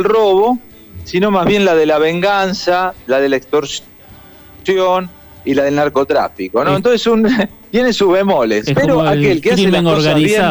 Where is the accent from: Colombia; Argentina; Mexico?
Argentina; Tengo 6 ciudadanos de la Comunidad Europea, soy argentino y tengo hondureño por naturalización.